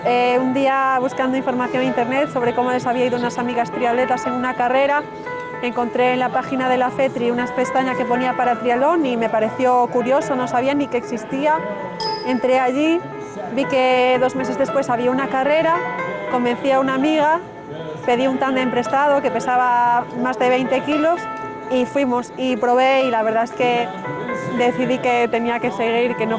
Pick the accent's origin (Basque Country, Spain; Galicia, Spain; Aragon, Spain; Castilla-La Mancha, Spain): Galicia, Spain; Vigo; born there; now in Santiago de Compostela, Spain; tanto en Vigo, donde nací, como en Santiago, que es donde vivo ahora.